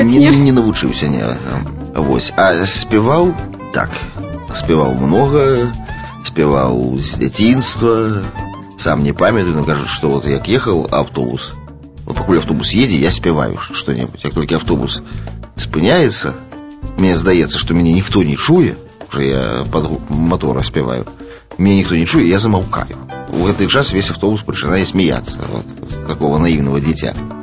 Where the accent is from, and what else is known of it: East Kazakhstan Region, Kazakhstan; born or raised there; moved away; also born or lived in Rybinsk, Russia / Velikiye Luki, Russia / Zlatoust, Russia